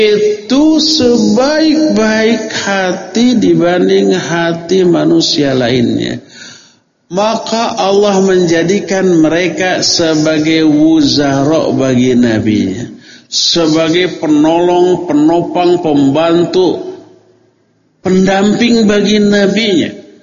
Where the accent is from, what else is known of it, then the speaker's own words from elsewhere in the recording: Bandung, West Java, Indonesia; born there; Kenapa saya dilahirkan sekarang di Bandung?